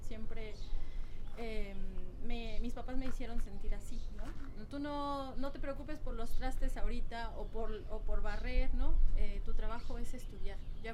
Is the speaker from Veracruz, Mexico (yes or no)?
no; Oaxaca, Mexico; moved away as an adult; now in Mexico City, Mexico; de Oaxaca, en la parte del Valle de Tehuacán.